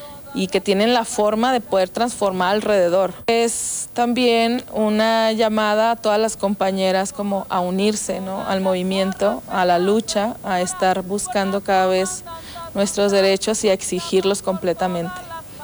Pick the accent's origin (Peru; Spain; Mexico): Mexico; Coahuila; Yo soy una mujer mexicana, soy coahuilense